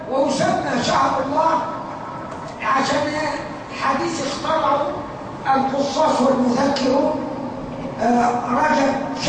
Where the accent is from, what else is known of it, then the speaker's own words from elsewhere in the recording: Upper Egypt, Egypt; أو أعفف اللي يسموه عندنا في الصعيد